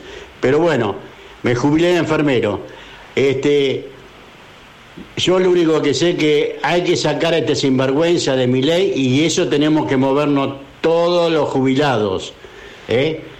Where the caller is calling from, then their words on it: Morón, Buenos Aires Province, Argentina; de Morón. Mire, feliz día para todos los colectiveros